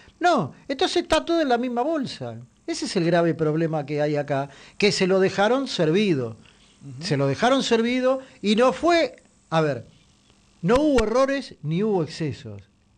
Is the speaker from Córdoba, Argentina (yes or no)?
no; Buenos Aires, Argentina; para los que somos de la Ciudad de Buenos Aires